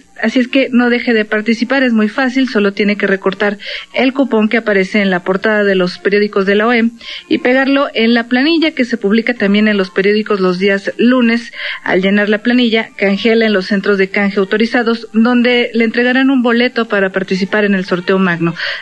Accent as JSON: {"language": "Spanish", "country": "Mexico", "said": "lo que verdaderamente a nosotros nos importaría es que como mexicanos, pues obviamente viéramos en los hechos algo que nos beneficiara"}